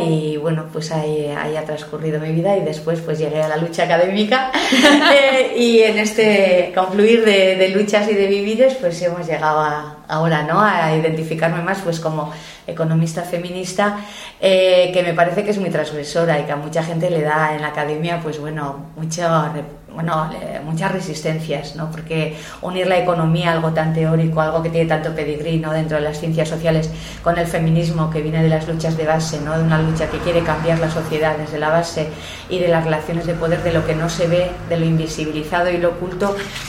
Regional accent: Sestao, Basque Country, Spain; born there; yo nací en Sestao, que es un pueblecito que está aquí al lado de Bilbao, en una época muy industrial

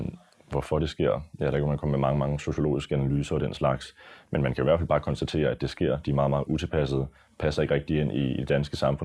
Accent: Helsingør, Capital Region of Denmark, Denmark; Jeg har godt nok oplevet mange, meget gennem min ungdom i Helsingør.

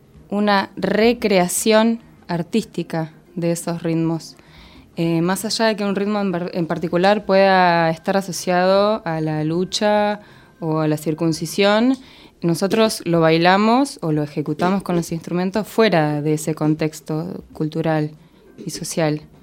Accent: Coronel Pringles, Buenos Aires Province, Argentina; No, soy del interior, de Coronel Pringles.

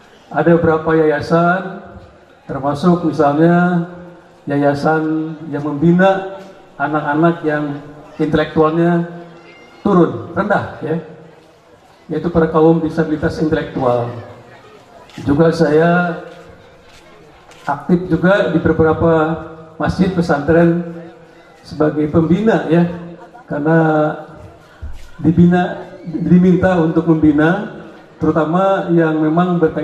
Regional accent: Bogor, West Java, Indonesia; born there; also born or lived in Bandung / Jakarta; saya lahir di Bogor, karena ibu saya orang Bogor. Saya kuliah di Bandung, kemudian kuliah di Australia, bekerja di Bandung, kemudian kerja di Jakarta sebagai birokrat.

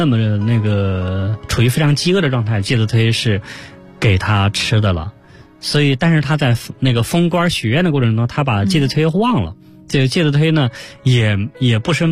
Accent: China

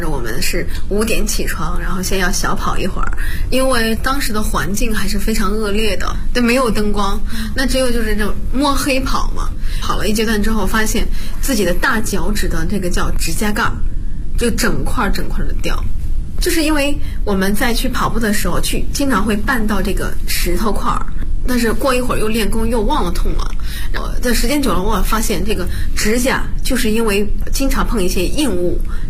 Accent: Bozhou, Anhui, China; 我是华佗五禽系第五十九代传承人，我来自安徽亳州。

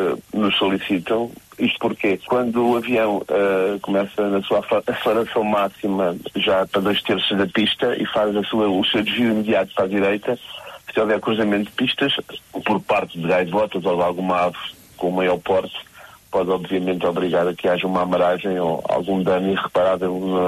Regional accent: Funchal, Madeira, Portugal; não somos de Porto Santo, somos do Santo da Madeira, do Funchal.

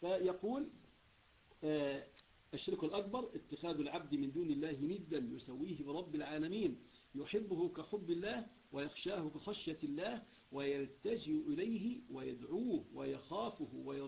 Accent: Egypt; لأنه مشهور عندنا في مصر

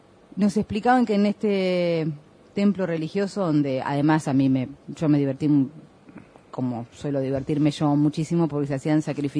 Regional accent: Peru; Tú ves que yo soy del norte del Perú, una hora de Lima, aproximadamente.

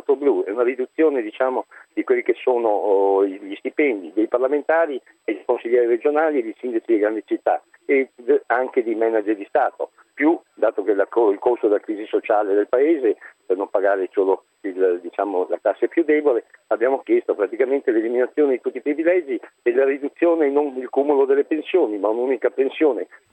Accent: Venice, Veneto, Italy; Io sono di Venezia, del Veneto, diciamo, sono qui a Roma il 4 giugno.

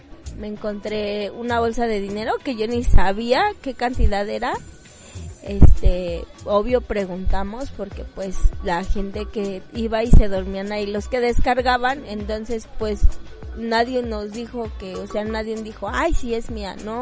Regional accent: Mexico City, Mexico; yo nací aquí en La Merced, no, soy nacida de La Merced

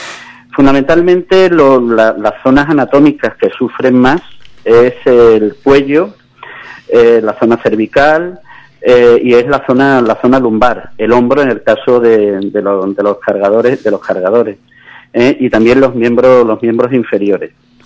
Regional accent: Algeciras, Andalusia, Spain; yo cuando tenía de 16 a 21 años estuve cargando en mi pueblo natal, Algeciras.

